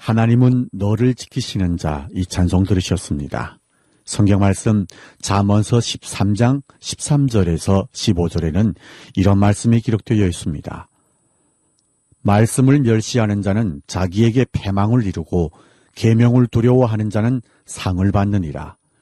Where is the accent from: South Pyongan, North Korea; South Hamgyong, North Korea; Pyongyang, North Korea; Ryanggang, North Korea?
South Hamgyong, North Korea; Hamhung; now in Seoul, South Korea; 저는 함흥에서 온